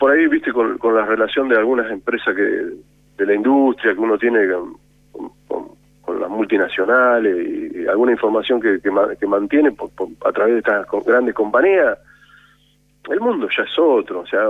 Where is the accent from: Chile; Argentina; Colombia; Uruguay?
Argentina; Nosotros como pueblo, como argentinos